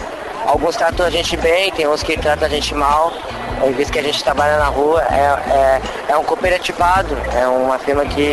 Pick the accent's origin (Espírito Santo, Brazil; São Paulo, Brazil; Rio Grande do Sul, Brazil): Rio Grande do Sul, Brazil; Porto Alegre; E eu sou de Porto Alegre, isso aí influi muito